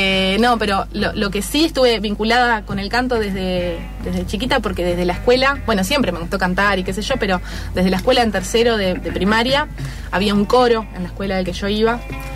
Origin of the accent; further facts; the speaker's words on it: Uruguay; yo soy uruguaya, no sé.